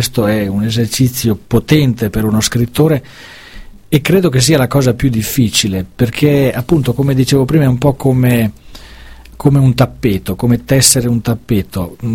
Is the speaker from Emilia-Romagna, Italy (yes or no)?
yes; Ferrara, Emilia-Romagna, Italy; questo perché sono un ferrarese.